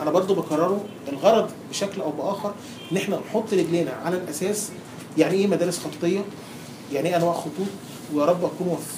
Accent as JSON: {"language": "Arabic", "country": "Egypt", "said": "عندنا في مصر"}